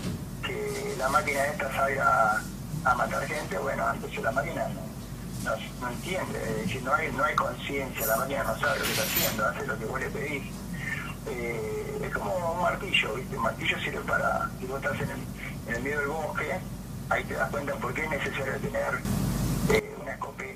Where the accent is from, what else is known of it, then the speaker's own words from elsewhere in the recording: Villa Madero, Buenos Aires Province, Argentina; Te faltó decir que soy oriundo de Villa Madero